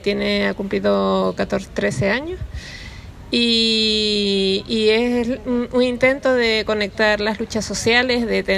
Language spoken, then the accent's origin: Spanish; Canary Islands, Spain; Yo vengo de Canarias también, de la isla de Gran Canaria.